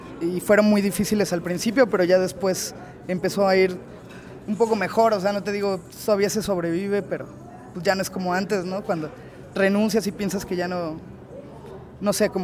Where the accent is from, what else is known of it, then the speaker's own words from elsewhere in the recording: Veracruz, Mexico; Yo soy de Veracruz, del Puerco, y nada, me vine a estudiar más bien cine acá, allí en el CNA